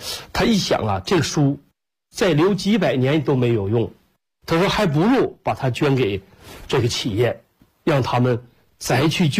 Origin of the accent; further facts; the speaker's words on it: Shandong, China; 我说我是搁山东，我老家是山东人，我们也是下关东来到东北的